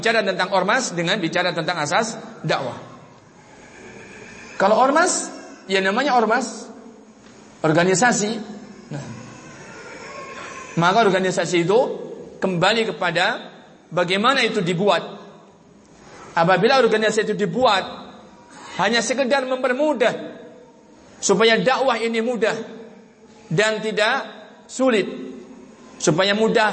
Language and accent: Indonesian; Kediri, East Java, Indonesia; Di daerah saya, di Jawa sana, di Kediri secara khusus